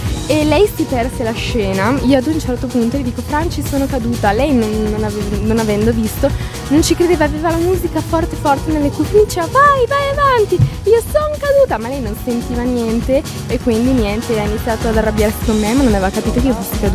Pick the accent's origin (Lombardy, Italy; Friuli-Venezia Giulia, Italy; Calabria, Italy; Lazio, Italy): Lombardy, Italy; Ponteranica; Sono di Bergamo, Ponteranica.